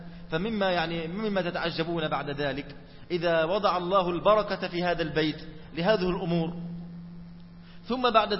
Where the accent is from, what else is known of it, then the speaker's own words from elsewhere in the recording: Egypt; هذا يحدث عندنا في مصر